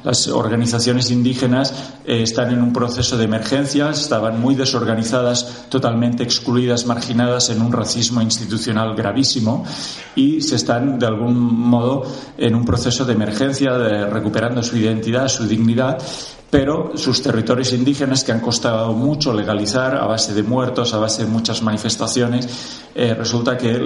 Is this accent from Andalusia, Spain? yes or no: no; Reus, Catalonia, Spain; yo soy de Reus, puedo decir que soy también un afectado de Repsol, ¿eh? Desde que nací veía esas chimeneas de la petroquímica ardiendo.